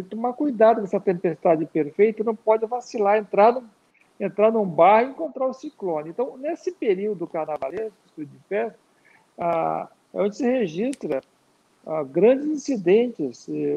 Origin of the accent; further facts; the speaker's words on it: Vitória, Espírito Santo, Brazil; also born or lived in Rio de Janeiro, Brazil; now in Piracicaba, Brazil; Eu sou originário da cidade de Vitória, Espírito Santo, embora morando em Piracicaba há mais de 30 anos, recebi o título de cidadão piracicabano, me sinto parte aqui da região. E morei boa parte também no Rio de Janeiro, onde eu estudei, fiz agronomia.